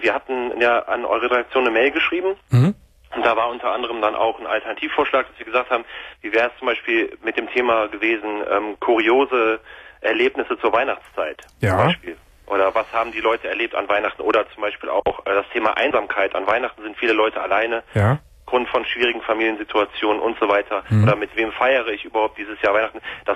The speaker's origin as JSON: {"language": "German", "town": "Krefeld", "region": "North Rhine-Westphalia", "country": "Germany", "said": "Wir kommen aus Krefeld vom Niederrhein."}